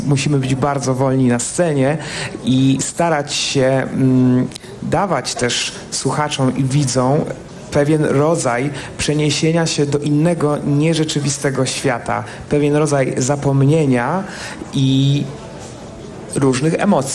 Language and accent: Polish; southern Poland, Poland; Jestem z południa Polski. To bliżej do Włoch niż dalej.